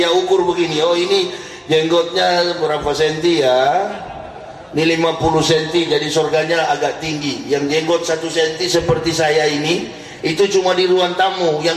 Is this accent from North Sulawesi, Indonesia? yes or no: yes; Manado, North Sulawesi, Indonesia; Saya dari Manado, lahir di Manado, besar di Manado.